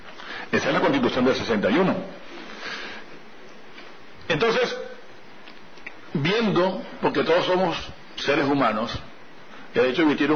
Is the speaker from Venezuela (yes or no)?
yes; Venezuela; Y uno viene de esos pueblos. Yo vengo de Bocaro Alto, yo vengo de esos montes donde hubo represión y hubo guerrilla y hubo enfrentamientos